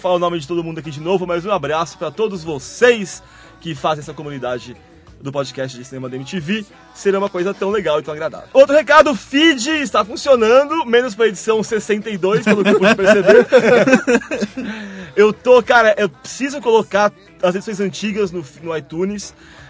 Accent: Varjota, Ceará, Brazil; Sou da cidade de Varjota.

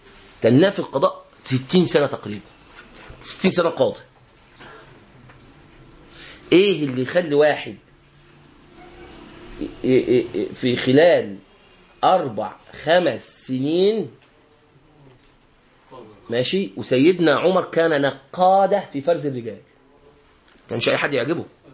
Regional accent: Egypt; ونحن كمصريين موالي لأهل اليمن.

